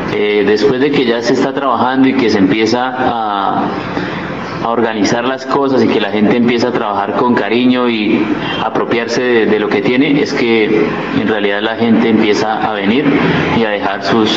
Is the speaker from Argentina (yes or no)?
no; San Francisco, Cundinamarca, Colombia; nosotros, los mismos que estamos aquí, que somos de acá de San Francisco, nos enamoremos. Porque sí, no, o sea, como nacimos en el paraíso, no nos damos cuenta que vivimos en él.